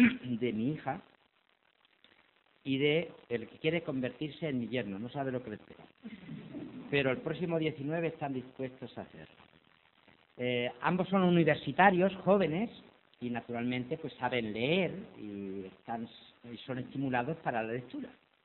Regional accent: Spain; ya que como españoles, si medimos nuestros hábitos de lectura con los países de nuestro entorno más inmediato

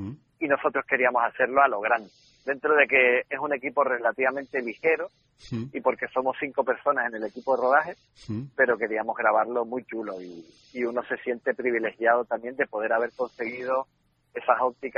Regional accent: Canary Islands, Spain; iba a decir miles de horas, pero ya se exageraría como buen canario

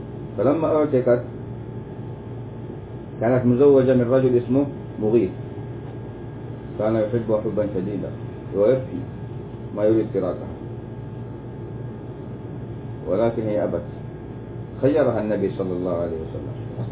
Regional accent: Yemen; وهذا عندنا في اليمن يقولوا إيش ما نزوج مرجيس

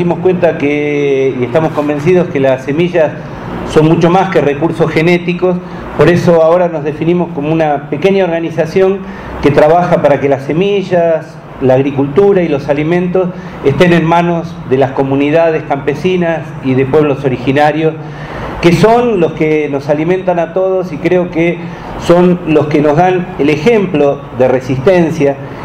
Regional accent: Marcos Paz, Buenos Aires Province, Argentina; vengo de Marcos Paz, en la provincia de Buenos Aires, Argentina, en plena zona de cultivo de la soya

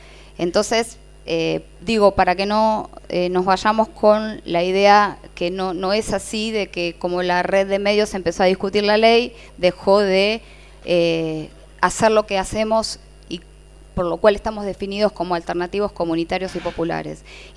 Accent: Morón, Buenos Aires Province, Argentina; hay registro de medios en el municipio de Morón, por ejemplo, que es de donde yo vengo.

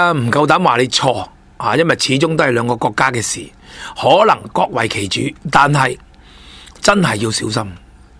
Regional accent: China; 即系我哋中国人最中意啦

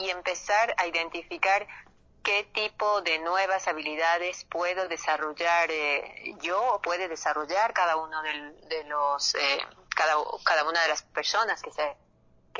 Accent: Ecuador; las necesidades que tenemos nosotros como ecuatorianos.

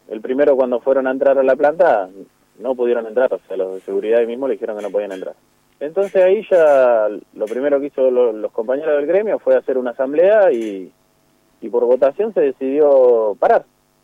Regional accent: Olavarría, Buenos Aires Province, Argentina; yo soy de Olavarría, claro, estamos a 160 sí. kilómetros nosotros.

